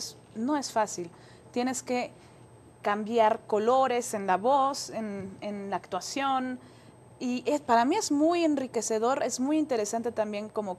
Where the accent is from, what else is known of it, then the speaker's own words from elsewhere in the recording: Mexico; cada vez que vengo a México, últimamente, en estos tiempos tan difíciles que estamos viviendo como mexicanos y mexicanas